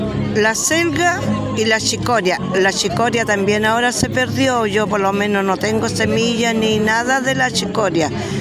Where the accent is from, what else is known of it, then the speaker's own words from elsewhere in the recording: Tomé, Biobío, Chile; Ya, yo soy de Tomé, de la octava región.